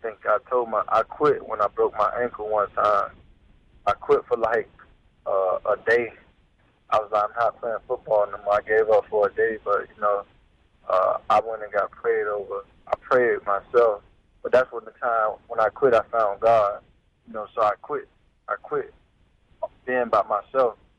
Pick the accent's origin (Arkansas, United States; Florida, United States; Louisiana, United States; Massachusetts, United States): Florida, United States; Miami; You know, it was hard. You know, growing up in Miami, you know, I just was one of those kids that always had a vision of making it out.